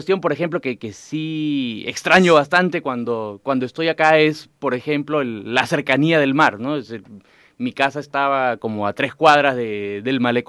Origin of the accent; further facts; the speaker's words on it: Lima, Peru; now in Santiago, Chile; Sí, siempre he vivido en Lima. La primera vez que he salido por tiempo largo, digamos, ha sido acá a Santiago, ¿no?